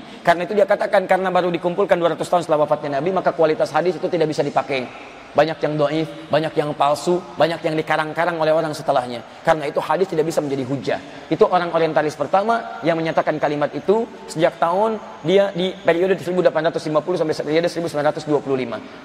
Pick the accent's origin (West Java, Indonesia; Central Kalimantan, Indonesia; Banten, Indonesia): Banten, Indonesia; Serang; Saya dari Serang.